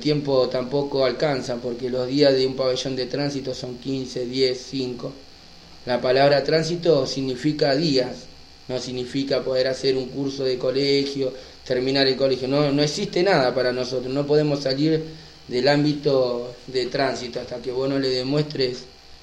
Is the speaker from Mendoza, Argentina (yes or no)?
no; Moreno, Buenos Aires Province, Argentina; le paso a contar, soy de Buenos Aires, de partido de Moreno, tengo 36 años y llevo detenido 11 años.